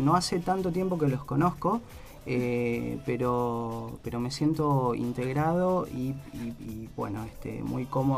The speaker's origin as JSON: {"language": "Spanish", "town": "Claypole", "region": "Buenos Aires Province", "country": "Argentina", "tie": "born or raised there", "also_born_or_lived": "Rafael Calzada", "said": "Soy oriundo de Claypole. En realidad nací en Rafael Calzada, me crié en Rafael Calzada hasta los 6 años y después viví hasta hace muy poquito tiempo en Claypole toda mi vida."}